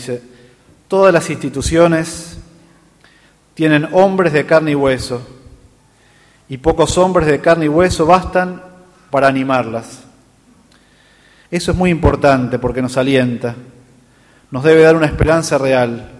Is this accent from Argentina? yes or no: yes; Argentina; nos dice, también como argentinos, ánimo, levántate